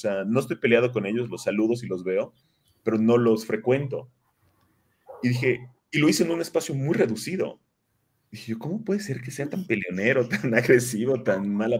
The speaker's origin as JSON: {"language": "Spanish", "town": "Cancún", "region": "Quintana Roo", "country": "Mexico", "lives_now": "Mexico City, Mexico", "said": "Yo cuando me mudé a México, de Cancún, yo soy de Cancún originalmente, me vine a México"}